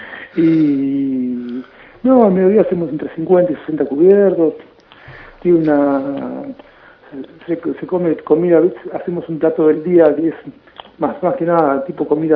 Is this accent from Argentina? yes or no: yes; Mar del Plata, Buenos Aires Province, Argentina; now in France; desde el día que me fui de Mar del Plata, me pude ir de cualquier lado, pero bueno, hace ya 10 años que estoy acá, estoy bien.